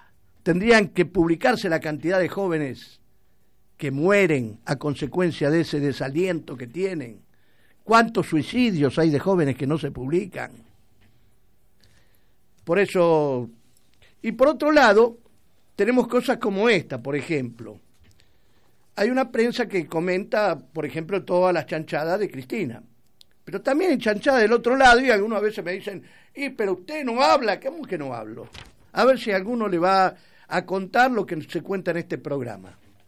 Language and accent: Spanish; Argentina; Esto se debe a que nos han quebrado como argentinos.